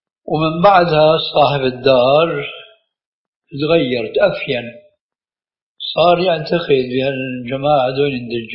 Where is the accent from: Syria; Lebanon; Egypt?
Syria; أهلا وسهلا ومرحبا من الكلام هذا المعروف عندنا بالشام